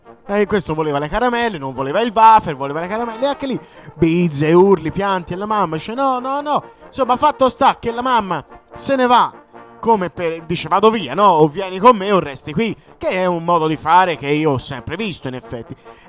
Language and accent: Italian; Tuscany, Italy; io che sono toscano ho delle amicizie che lavorano nei CAF, tipo nel capoluogo, quindi a Firenze